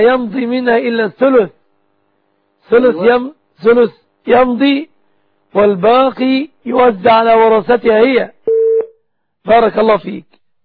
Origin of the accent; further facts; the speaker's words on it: Egypt; وأسأل الله سبحانه أن يحفظ بلادنا مصر آمنة مطمئنة